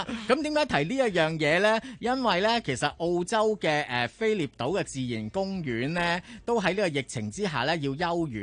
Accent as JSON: {"language": "Cantonese", "country": "Hong Kong", "said": "我哋香港人"}